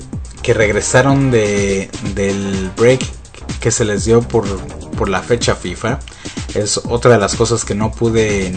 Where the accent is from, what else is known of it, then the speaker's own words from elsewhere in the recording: Mexico; yo soy mexicano y tal vez por eso no lo pensé así en ese momento.